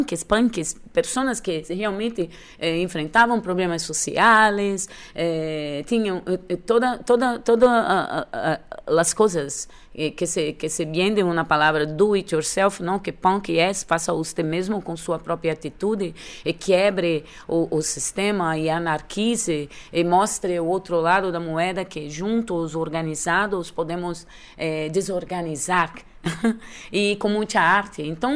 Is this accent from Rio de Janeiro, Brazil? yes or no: yes; Rio de Janeiro, Brazil; Dancing Meyer, que é no Meyer, de onde vim. Minhas raízes estão no subúrbio do Rio de Janeiro.